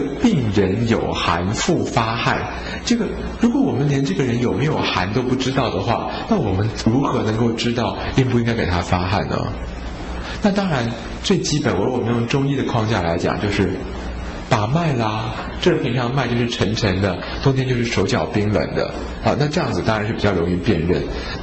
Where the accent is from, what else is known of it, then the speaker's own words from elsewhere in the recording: Taiwan; 我们台湾人啊都很寒啊，吃很多青菜水果